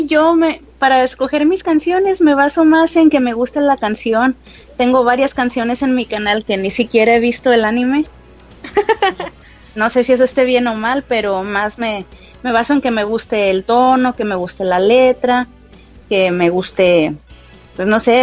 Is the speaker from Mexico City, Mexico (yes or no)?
yes; Mexico City, Mexico; born there; now in Monterrey, Mexico; yo nací en la Ciudad de México, pero ya llevo muchísimos años viviendo en Monterrey, Nuevo León, así que desde ahí les estoy hablando, desde la ciudad de la carne asada.